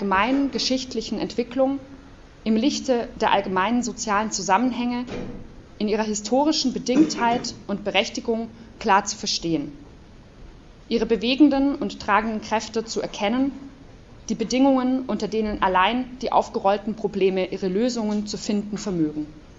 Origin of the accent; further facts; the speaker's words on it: Leipzig, Saxony, Germany; ich komme aus Leipzig